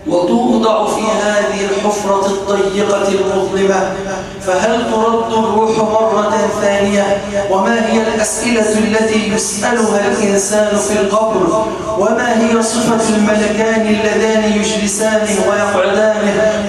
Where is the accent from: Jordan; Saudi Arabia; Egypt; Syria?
Egypt; اللهم اجعل بلدنا مصر صفاء رخاء